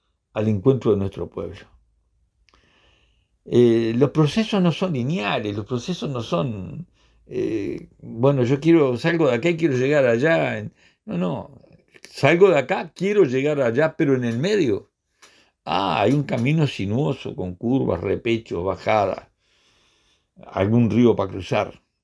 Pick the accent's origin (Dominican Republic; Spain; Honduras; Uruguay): Uruguay; Nosotros como pueblo uruguayo tenemos una deuda histórica con el pueblo haitiano.